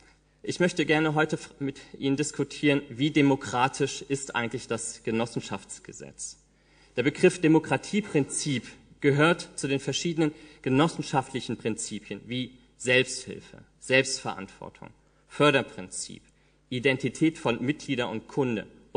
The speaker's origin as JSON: {"language": "German", "town": "Marburg", "region": "Hesse", "country": "Germany", "said": "Ich komme aus Marburg und bin von zu Hause aus Jurist."}